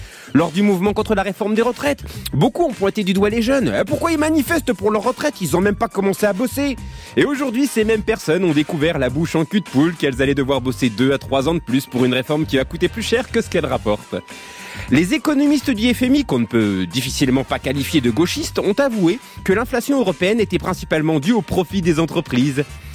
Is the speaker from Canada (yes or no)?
no; eastern France, France; J'ai grandi dans l'Est de la France, dans les années 80.